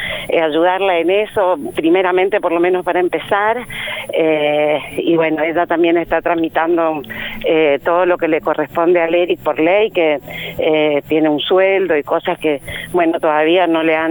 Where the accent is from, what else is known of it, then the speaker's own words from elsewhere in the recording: Posadas, Misiones, Argentina; now in Capilla del Señor, Argentina; ellos son de Misiones, Posadas, somos de Misiones.